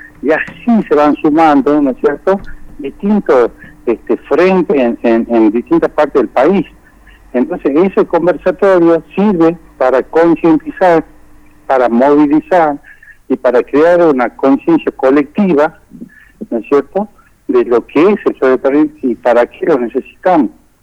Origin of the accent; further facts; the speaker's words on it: Tucumán, Argentina; yo le digo, soy de Tucumán, acá tenemos una problemática con el ferrocarril